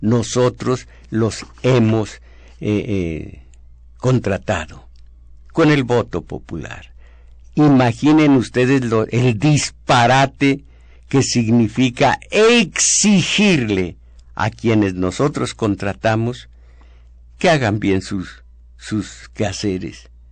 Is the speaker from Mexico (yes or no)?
yes; Mexico; Fíjense cómo somos mexicanos, tenemos que agregar films